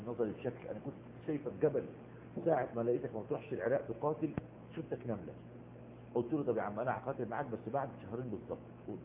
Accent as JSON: {"language": "Arabic", "country": "Egypt", "said": "نفس القصه عندنا في مصر"}